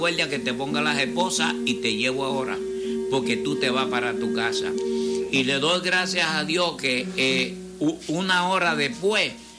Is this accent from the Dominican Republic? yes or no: yes; Dominican Republic; Yo me recuerdo en mi país, yo estaba cuando invadió los Estados Unidos en el mismo frente de guerra próximo al muelle.